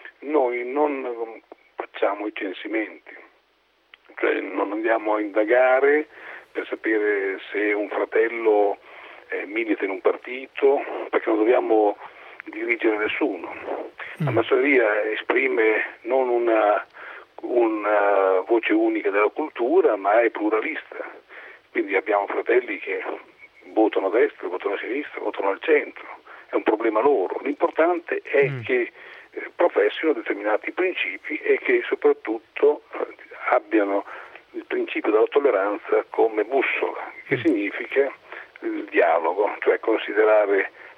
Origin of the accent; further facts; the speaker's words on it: Emilia-Romagna, Italy; Io sono romagnolo, quindi può anche abbandonare i titoli altisonanti.